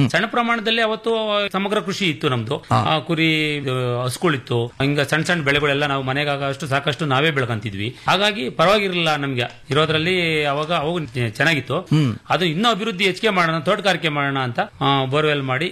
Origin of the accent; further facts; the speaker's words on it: Doddaballapur, Karnataka, India; ಸ್ಕೂರು, ದೊಡ್ಡಬಳ್ಳಾಪುರ ತಾಲೂಕು, ಬೆಂಗಳೂರು ಗ್ರಾಮಾಂತರ ಜಿಲ್ಲೆ.